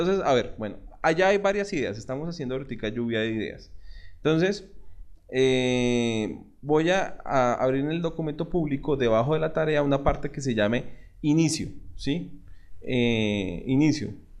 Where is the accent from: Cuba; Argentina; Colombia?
Colombia; nosotros somos colombianos, nuestra realidad es otra